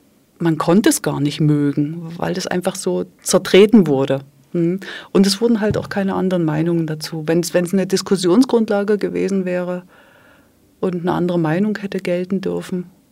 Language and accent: German; Dresden, Saxony, Germany; ich komme aus dem ehemaligen DDR-Gebiet, bin in Dresden aufgewachsen